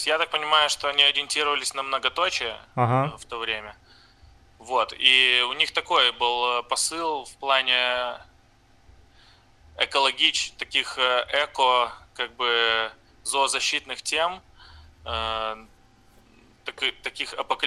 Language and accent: Russian; Brest, Brest Region, Belarus; now in Novorossiysk, Russia; я из Бреста, из Беларуси. Сейчас живу в Новороссийске, так как отсюда жена переехала. Ну, я не знаю, на совсем или нет.